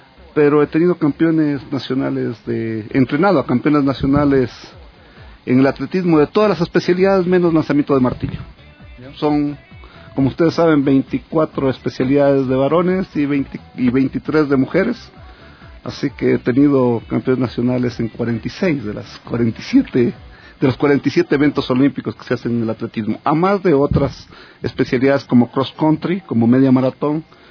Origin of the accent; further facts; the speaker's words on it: Loja, Ecuador; born there; me fui a trabajar en Loja, que es mi provincia natal, durante algunos años, y volví a trabajar en Quito desde el año 94